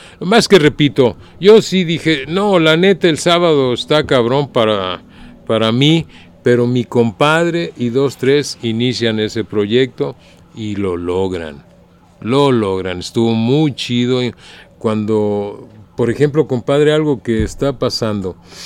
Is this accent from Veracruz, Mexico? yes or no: no; Guadalajara, Jalisco, Mexico; saqué mi credencial y soy maestro y vengo de Guadalajara